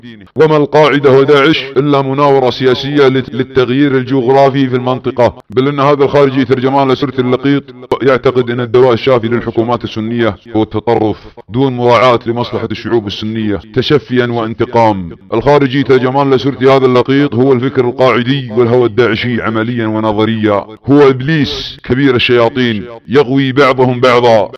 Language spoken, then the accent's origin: Arabic; Saudi Arabia; واستهداف بلادنا المملكة العربية السعودية